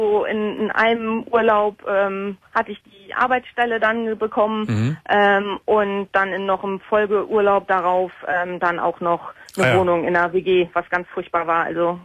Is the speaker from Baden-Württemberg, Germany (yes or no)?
no; North Rhine-Westphalia, Germany; Ich komme aus dem Bergischen Land ursprünglich.